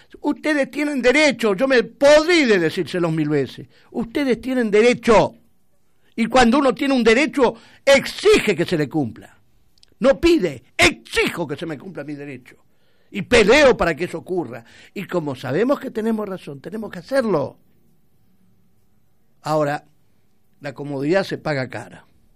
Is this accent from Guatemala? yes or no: no; Argentina; Esto se debe a que nos han quebrado como argentinos.